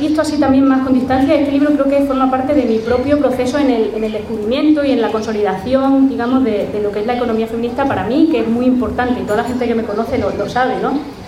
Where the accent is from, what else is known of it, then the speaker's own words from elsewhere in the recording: Garbayuela, Extremadura, Spain; yo soy de pueblo, soy de Garbayuela